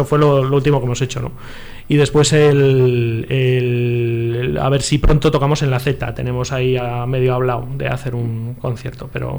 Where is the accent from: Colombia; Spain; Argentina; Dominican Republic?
Spain; Calamocha, Aragon; y somos de Calamocha, en Teruel.